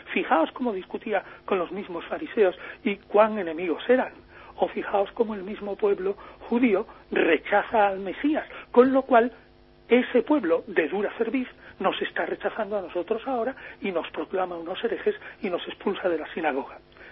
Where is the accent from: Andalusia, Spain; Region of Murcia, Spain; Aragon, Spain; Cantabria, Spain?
Andalusia, Spain; Chipiona; now in Madrid, Spain; porque yo soy de Chipiona